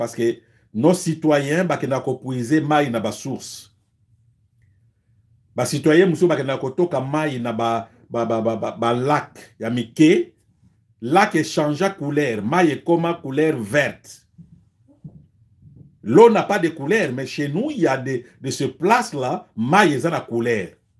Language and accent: French; DR Congo; on s'est présenté que je suis Congolais.